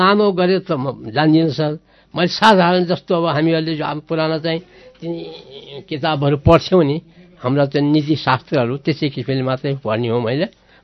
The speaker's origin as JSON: {"language": "Nepali", "town": "Dang", "region": "Lumbini Province", "country": "Nepal", "tie": "born or raised there", "also_born_or_lived": "Salyan", "said": "पहिले हामीले तिम्रो घर कहाँ हो भनेर कसैले सोध्यो भने दाङ सल्यान भन्थ्यौँ, किनभने हामी 6 महिना दाङमा बस्ने, 6 महिना सल्यानमा बस्ने"}